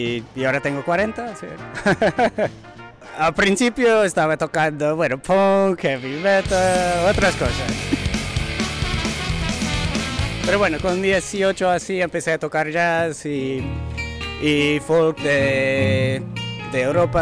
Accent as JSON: {"language": "Spanish", "town": "Santa Cruz", "region": "California", "country": "United States", "tie": "born there", "lives_now": "New Orleans, United States", "said": "Bueno, yo nací en Santa Cruz, en California, y hace 3 años cambié a vivir en Nueva Orleans. Viajé por México, Centroamérica, y después de todo eso, pasé 2 años en Coruña, en Galicia"}